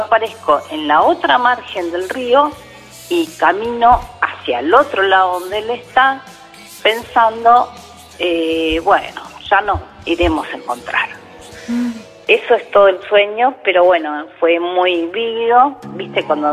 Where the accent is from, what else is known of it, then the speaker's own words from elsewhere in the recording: Buenos Aires, Argentina; Soy oriunda de Palermo Viejo.